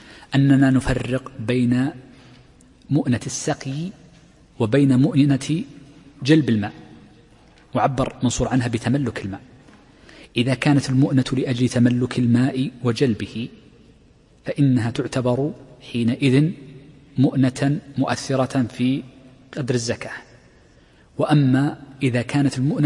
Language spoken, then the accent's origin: Arabic; Al-Ahsa, Eastern Province, Saudi Arabia; من أشهر السواقي عندنا في الأحساء